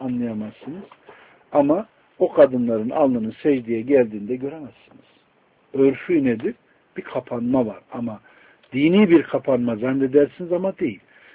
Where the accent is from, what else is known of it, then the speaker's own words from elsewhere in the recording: Konya, Turkey; Mesela ben Konyalıyım. Konya tarafına gidin.